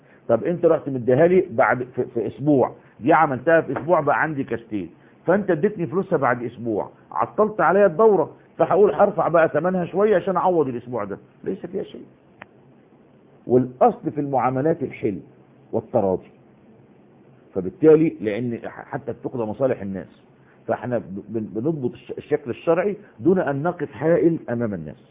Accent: Egypt; احنا دلوقتي يعني على سبيل المثال عندنا في مصر حتة اسمها وسط البلد، وفي حتة اسمها العتبة.

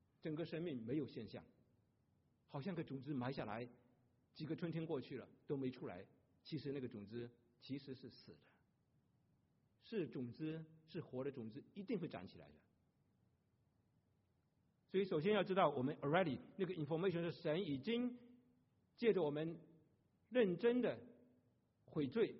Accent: China; 便宜没好货，我们中国人很精明的

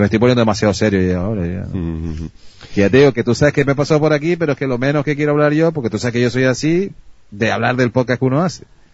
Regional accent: Canary Islands, Spain; quitando que yo soy canario y me cuesta hasta pronunciar más la S

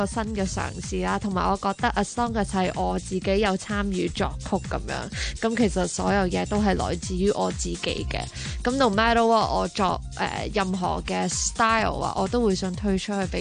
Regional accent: United Kingdom; 但是那时候是为什么我会即是我在英国那边长大啦，那时候就他们成日都会过来英国开 band show， 那我就是这样接触到他们的音乐咯。

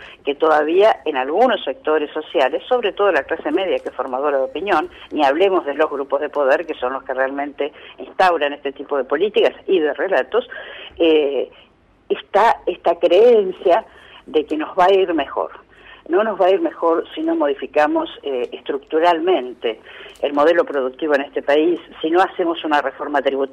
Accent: Argentina; de festejar juntos como pueblo, como argentinos

